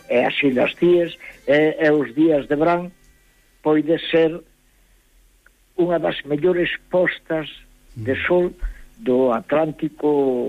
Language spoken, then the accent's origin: Galician; Galicia, Spain; eu son galego dependente, eu necesito de Galicia.